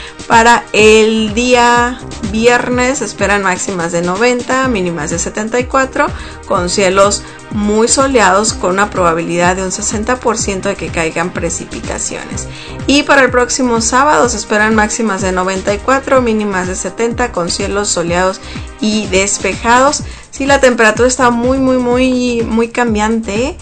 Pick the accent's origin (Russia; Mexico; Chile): Mexico; Sonora; now in United States; Pues yo vengo del estado de Sonora, de México, entonces estoy acostumbrada a demasiado calor